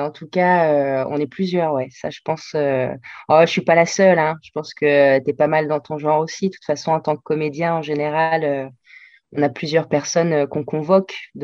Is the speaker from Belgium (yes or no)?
no; Nice, Provence-Alpes-Côte d'Azur, France; moved away as an adult; also born or lived in Argentina; now in Paris, France; Moi, je suis née en Argentine, mais… Avec mes parents, on est rentrés en France à l'âge de 2 ans et j'ai grandi à Nice. J'ai grandi à Nice jusqu'à mes 19 ans.